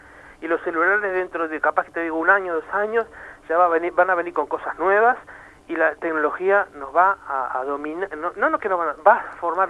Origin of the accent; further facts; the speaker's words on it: Uruguay; Para mí, como uruguayo nomás, me encantaría que todos los uruguayos tuvieran la máxima posibilidad de acceder a los medios